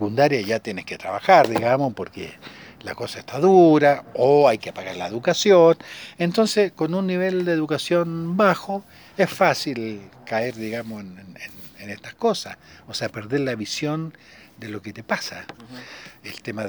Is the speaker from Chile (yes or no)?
yes; Chile; Entonces, yo soy chileno